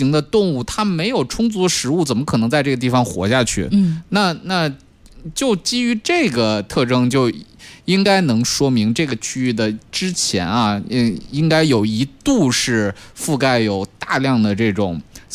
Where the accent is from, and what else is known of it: China